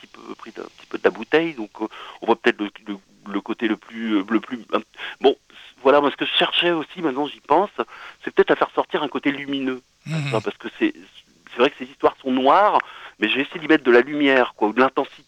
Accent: Lanester, Brittany, France; also born or lived in Quimper; moi je suis né à Quimper, mais j'ai vécu jusqu'à l'âge de 7 ans à Lanester, justement à côté de Lorient, dans un quartier où tout allait très bien.

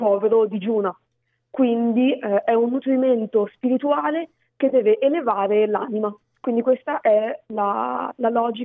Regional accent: Milan, Lombardy, Italy; now in Reggio Emilia, Italy; Sono milanese d'origine, ma mi sono trasferita a Reggio Emilia.

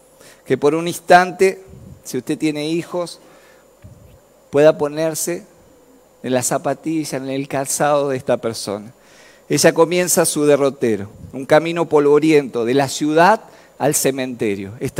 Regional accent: Basail, Chaco, Argentina; cuando pensaba en este pueblo que no era tan conocido, me acordaba de mi país. Yo nací en el Chaco.

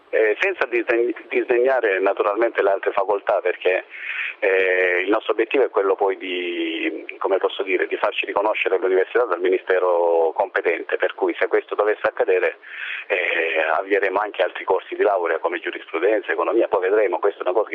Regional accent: Lecce, Apulia, Italy; Prima di tutto perché sono di Lecce

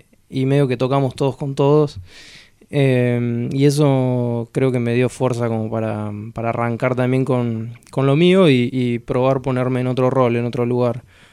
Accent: Azul, Buenos Aires Province, Argentina; soy de Azul, de La Llanura, me crié escuchando rock, y escuchando jazz, y bueno, y un poco de rock, un poco de folclore, un poco de jazz

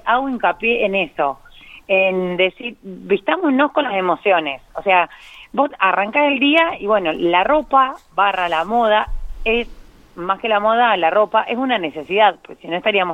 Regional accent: Intendente Alvear, La Pampa, Argentina; a mi pueblo, que yo soy de Intendente Alvear

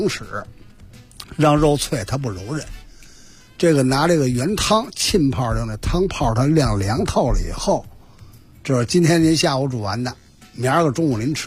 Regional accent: Beijing, China

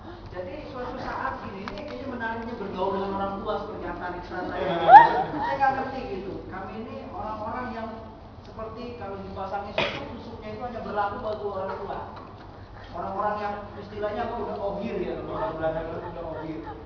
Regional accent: Depok, West Java, Indonesia; Saya orang Depok ya, tinggal di Depok, kuliah di Depok

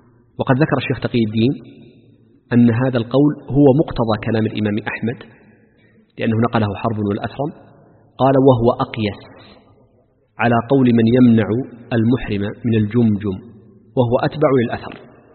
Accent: Makkah Province, Saudi Arabia; accent: Meccan; المداس في لهجتنا خاصة في لهجة أهل مكة وما جاورها، المداس هو النعل أكرمكم الله.

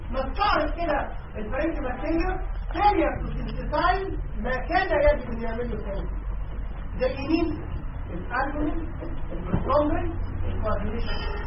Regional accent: Egypt; الحقيقه في سببين مشهورين جدا في الفايبروزس عندنا في مصر

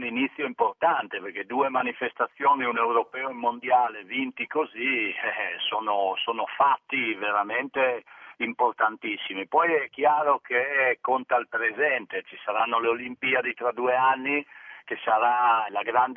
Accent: Udine, Friuli-Venezia Giulia, Italy; io chiaramente sono di Udine, orgoglioso di esserlo

